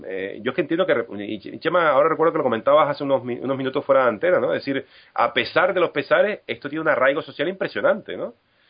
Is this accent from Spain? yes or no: yes; Canary Islands, Spain; sino a mi reacción como canario.